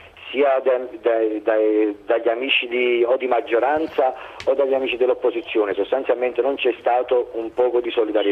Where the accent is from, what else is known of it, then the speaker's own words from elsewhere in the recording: Cercola, Campania, Italy; nel mio paese a Cercola, in provincia di Napoli.